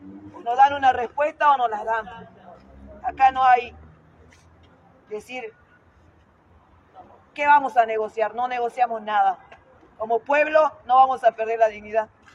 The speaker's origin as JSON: {"language": "Spanish", "region": "Jujuy", "country": "Argentina", "said": "con nuestra provincia, con nosotros que somos jujeños"}